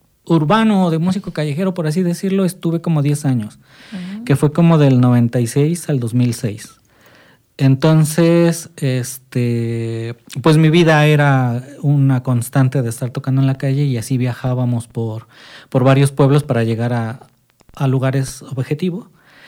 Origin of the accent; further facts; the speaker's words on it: Ciudad Nezahualcóyotl, State of Mexico, Mexico; soy músico de Ciudad Nezahualcóyotl. Nací ahí en la Colonia Maravillas. Vengo de familia de músicos